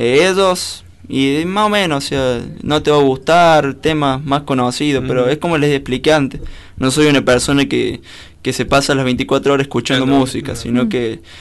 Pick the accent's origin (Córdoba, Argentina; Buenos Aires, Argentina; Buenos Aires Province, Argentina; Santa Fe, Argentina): Córdoba, Argentina; Soy un cordobés raro yo, porque no soy del cuarteto ni eso.